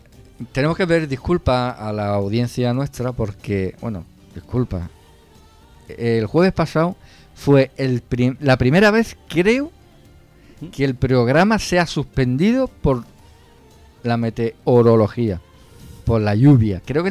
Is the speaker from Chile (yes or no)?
no; Guadalajara, Castilla-La Mancha, Spain; Soy de Guadalajara, Manu.